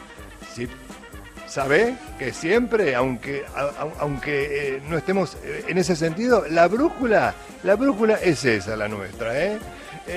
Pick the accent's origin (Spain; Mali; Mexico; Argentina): Argentina; Carlos Tejedor, Buenos Aires Province; now in América, Argentina; Somos oriundos de Carlos Tejedor, pero América nos adoptó.